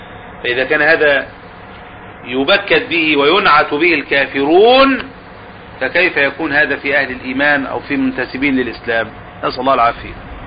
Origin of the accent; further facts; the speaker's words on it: Egypt; وحصلت الزلزلة اللي حصلت من كام سنة ديت عندنا في مصر